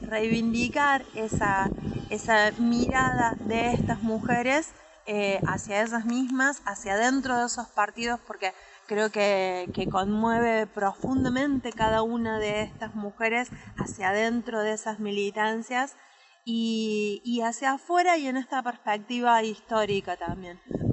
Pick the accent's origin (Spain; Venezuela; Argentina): Argentina; Patagonia; quizás se nota por mi tonada, pero soy de la Patagonia, cuando me vine a vivir a Tralau, que me vine a vivir acá en el 2011